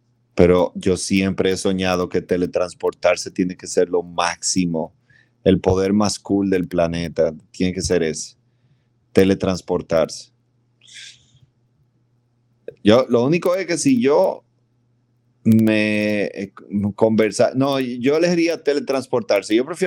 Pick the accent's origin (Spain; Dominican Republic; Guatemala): Dominican Republic; soy un dominicano bastante atípico. Aquí la bebida es un deporte nacional.